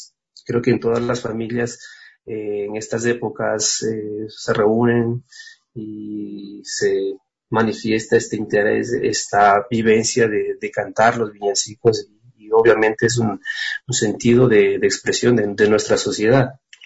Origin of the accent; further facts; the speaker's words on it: Ecuador; es parte de nuestra identidad como ecuatorianos, identidad sonora de lo que somos